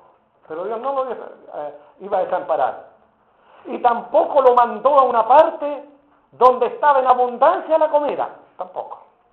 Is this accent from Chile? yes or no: yes; Chile; lo que uno ponga en la mesa como chileno nos cuesta